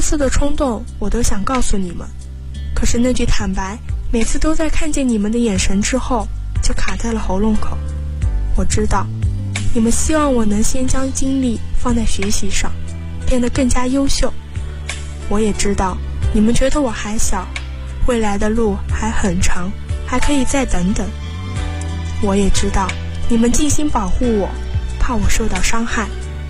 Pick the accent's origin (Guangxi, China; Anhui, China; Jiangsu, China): Jiangsu, China; Liyang; 来自江苏溧阳，我在南京大学，距离我的家乡104公里。